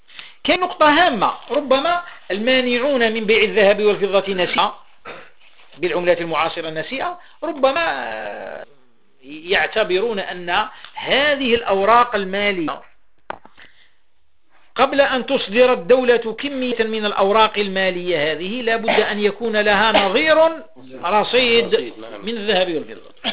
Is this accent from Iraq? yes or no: no; Algeria; بلادي الجزائر